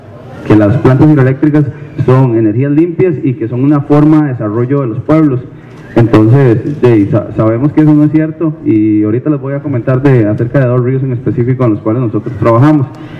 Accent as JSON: {"language": "Spanish", "town": "Turrialba", "region": "Cartago", "country": "Costa Rica", "said": "vengo de Costa Rica, de un pueblo que se llama Turrialba"}